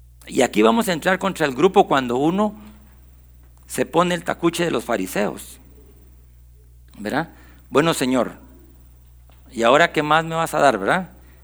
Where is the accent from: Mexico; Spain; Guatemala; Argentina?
Guatemala; Nosotros ya no somos guatemaltecos, vivimos aquí